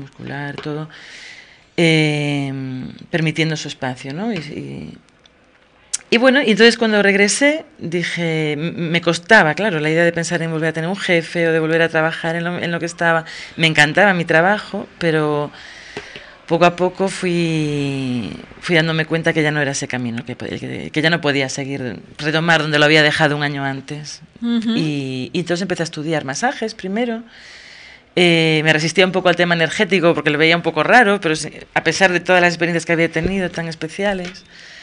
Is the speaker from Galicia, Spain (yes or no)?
yes; Galicia, Spain; now in Tenerife, Spain; Como dicen en mi tierra, que yo soy gallega, aunque llevo 14 años en Tenerife.